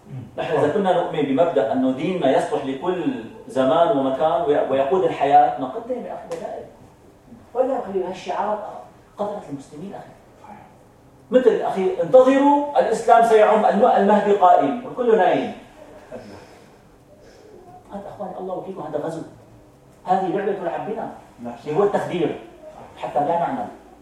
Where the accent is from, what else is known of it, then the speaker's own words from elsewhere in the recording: Syria; مثل عندنا في سوريا، المذهب الحنفي هو الحق،